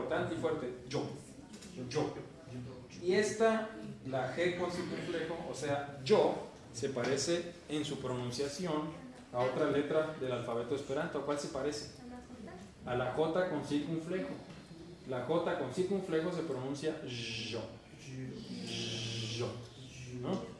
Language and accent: Spanish; northern Mexico, Mexico; Yo como norteño mexicano, nosotros los norteños mexicanos decimos muchacha.